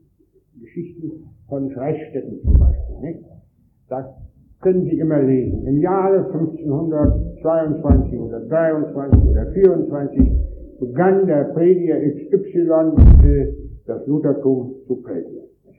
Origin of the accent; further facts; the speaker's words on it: Wrocław, Lower Silesian Voivodeship, Poland; und in meiner Heimat Breslau